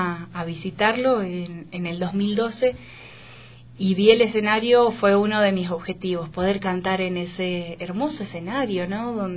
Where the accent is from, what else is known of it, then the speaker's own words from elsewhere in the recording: Dudignac, Buenos Aires Province, Argentina; born there; obviamente soy argentina, nacida en un pueblo que se llama Dudignac, en la provincia de Buenos Aires